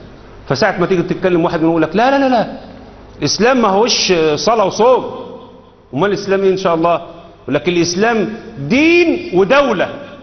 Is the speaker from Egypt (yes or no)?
yes; Egypt; كلمه العامه البسطاء اللي عندنا في مصر